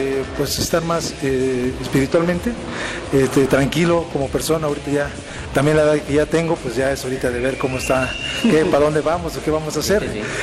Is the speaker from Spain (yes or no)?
no; Mexico; Entonces, como mexicanos, hay que apoyarnos para que esto siga.